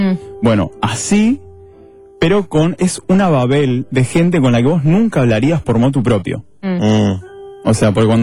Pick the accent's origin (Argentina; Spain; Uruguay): Argentina; San Martín; Yo soy de San Martín.